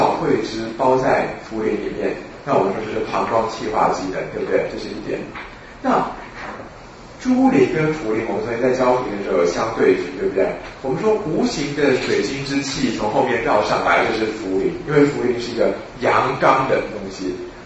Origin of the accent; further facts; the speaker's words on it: China; 虽然我们中国人都念泽泻念惯了